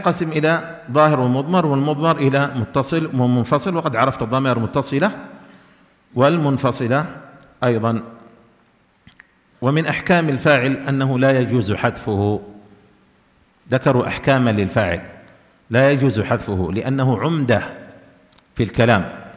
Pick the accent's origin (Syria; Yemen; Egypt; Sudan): Yemen; لكن عندنا في اليمن يقولون في الإعراب